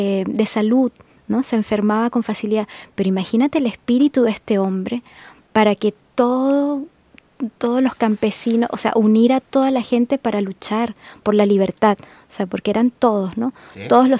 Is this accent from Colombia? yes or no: no; Aragua, Venezuela; Porque él nació en el estado de Aragua, de donde soy yo, donde nací yo.